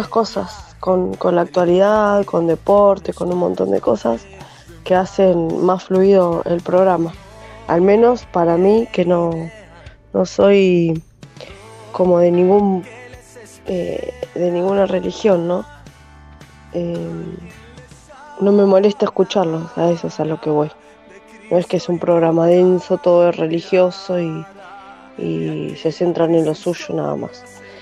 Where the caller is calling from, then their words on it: Quilmes, Buenos Aires Province, Argentina; de Quilmes. Creo que es la primera vez que les dejo mensajitos a ustedes.